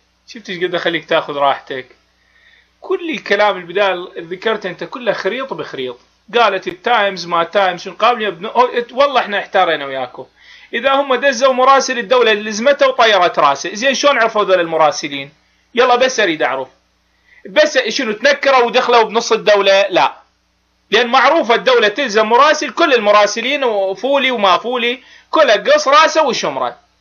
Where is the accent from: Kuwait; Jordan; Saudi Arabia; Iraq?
Iraq; بابا انا ادفع الثمن كعراقي، انت شو معرفك بالعراق؟